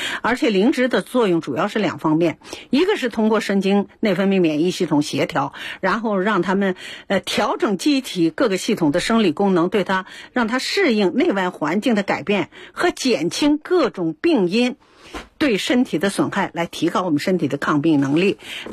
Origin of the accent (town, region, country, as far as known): China